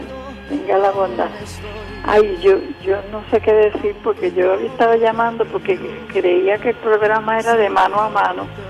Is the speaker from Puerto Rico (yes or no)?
yes; Puerto Rico; yo me crié en Puerto Rico, así que yo sé.